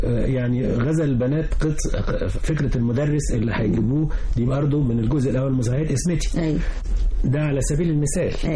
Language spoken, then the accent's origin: Arabic; El Mahalla El Kubra, Gharbia, Egypt; كنا إحنا أصلا من المحلة الغربية، فشفته في طنطا